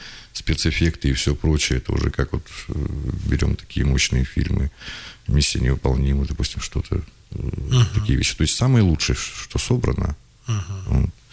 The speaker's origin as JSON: {"language": "Russian", "town": "Krasnoyarsk", "region": "Krasnoyarsk Krai", "country": "Russia", "said": "так как мы сами из Красноярска"}